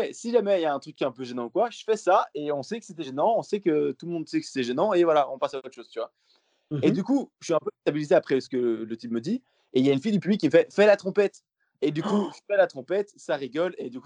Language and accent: French; Rochefort, Wallonia, Belgium; je Rochefort, et je dis, ouais, je suis belge, en fait, tu vois.